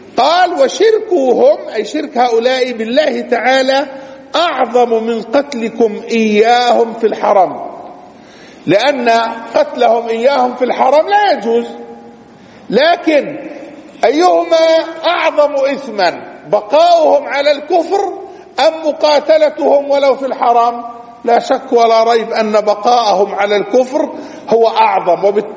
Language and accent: Arabic; Palestine; ومن أدل دليل على ذلك الواقع في بلادنا فلسطين